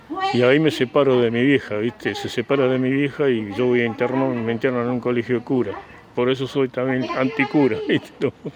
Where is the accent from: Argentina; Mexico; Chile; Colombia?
Argentina; Córdoba; Yo soy el cordobés